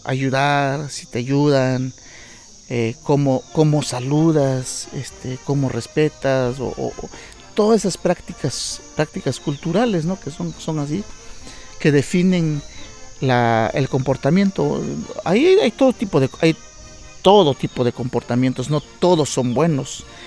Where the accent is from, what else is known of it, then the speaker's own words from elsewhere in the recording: Jaltepec, Oaxaca, Mexico; soy originario aquí de Jaltepec, comunero en activo. También soy un compositor activo. Llevo componiendo desde mis 12 años en mi pueblo, en Jaltepec, Canayoc